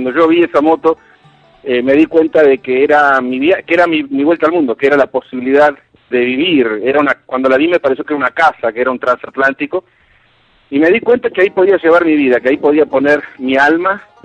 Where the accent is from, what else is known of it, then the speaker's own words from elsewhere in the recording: Buenos Aires, Argentina; born there; Nací en Buenos Aires, en Argentina, sí.